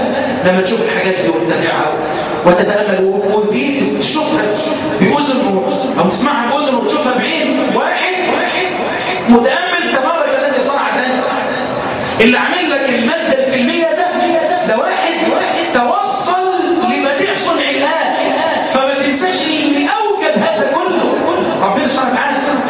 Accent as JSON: {"language": "Arabic", "country": "Egypt", "said": "وان يحفظ بلدنا مصر"}